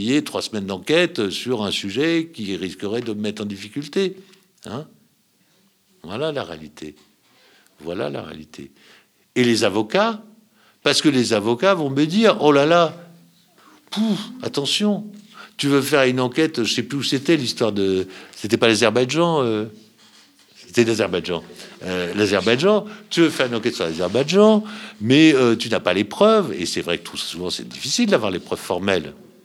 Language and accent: French; France; c'est qu'elle est en danger ici, là, chez nous, en France, immédiatement.